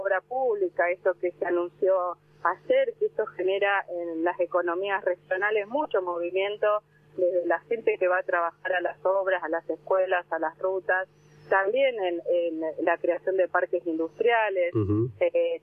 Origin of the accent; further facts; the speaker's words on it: Necochea, Buenos Aires Province, Argentina; Bueno, ustedes están en Bahía Blanca, sí. Yo soy de Necochea.